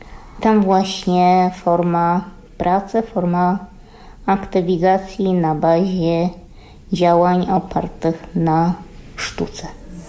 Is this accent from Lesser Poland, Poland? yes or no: no; Podlaskie Voivodeship, Poland; Urodziłam się, wychowałam na wsi, kilkadziesiąt kilometrów od Łomży. W takim miejscu, gdzie diabeł mówi dobranoc.